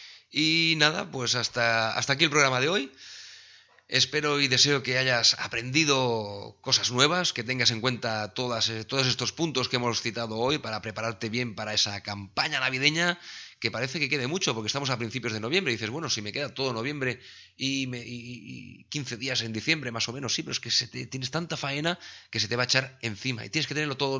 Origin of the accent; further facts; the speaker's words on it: Sabadell, Catalonia, Spain; porque yo soy de Sabadell